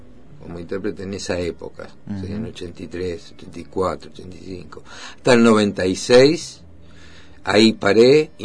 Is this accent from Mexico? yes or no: no; Bahía Blanca, Buenos Aires Province, Argentina; moved away as an adult; now in Mar del Plata, Argentina; De Bahía Blanca, la capital del básquetbol.